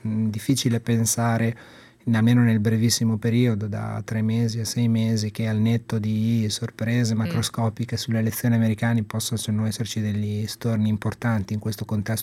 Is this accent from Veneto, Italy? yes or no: no; Imola, Emilia-Romagna, Italy; io sono originario di Imola e quindi siamo a 30 km di distanza